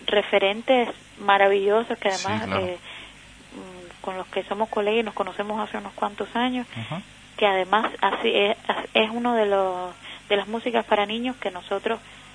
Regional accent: Havana, Cuba; Sí, nosotros somos habaneros

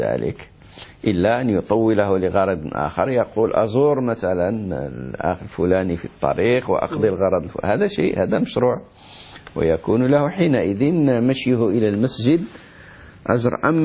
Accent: Morocco; هذه قاعدة كما يقول عندنا في المغرب، زيد دقيق زيد الماء

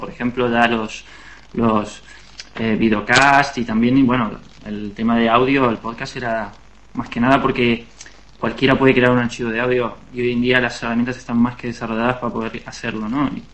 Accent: Temperley, Buenos Aires Province, Argentina; moved away as an adult; also born or lived in Adrogué; now in Barcelona, Spain; Sí, nací en Androgué. Androgué es una ciudad que está muy cercana a Temperley. Viví toda mi vida en Temperley, pero nací en Androgué, sí.

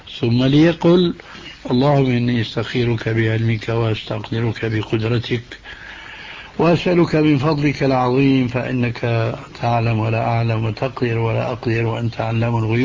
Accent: Damascus, Damascus Governorate, Syria; هذه كانت تستعمل عندنا في دمشق

